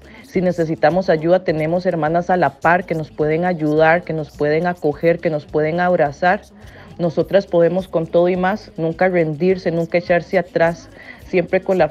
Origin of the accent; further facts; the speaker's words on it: Jicaral, Puntarenas, Costa Rica; Yo soy afrodescendiente, mi papá es de Limón, pero yo me crié con mi familia en Punta Arenas, en Jicaral de Punta Arenas, que es al otro lado como el Golfo.